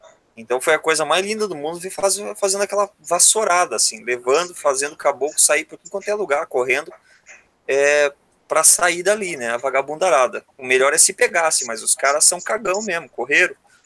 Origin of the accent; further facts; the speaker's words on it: Paraná, Brazil; Porque eu sou do Paraná.